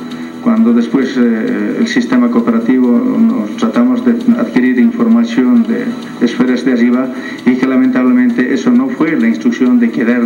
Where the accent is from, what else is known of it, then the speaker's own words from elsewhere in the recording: Potosí, Bolivia; soy potosino, soy del norte de Potosí